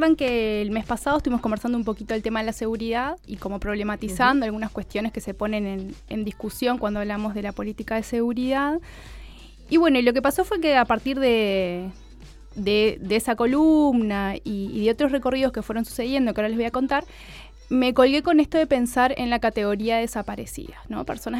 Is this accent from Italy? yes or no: no; Minas, Lavalleja, Uruguay; moved away as an adult; now in Montevideo, Uruguay; Yo soy de Minas. Yo vivo en Montevideo hace 11 años, vine a estudiar, trayectoria bastante habitual en Uruguay.